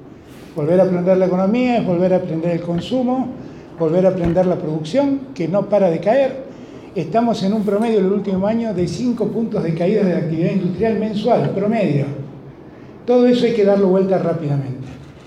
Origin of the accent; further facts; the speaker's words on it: Buenos Aires, Argentina; yo soy porteño, y lo digo desde esta libertad que me doy